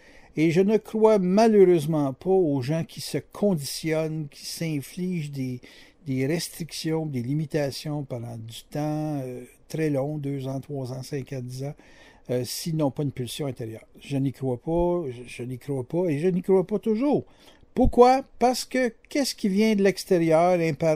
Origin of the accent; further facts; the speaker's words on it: Quebec, Canada; Moi, je suis québécois.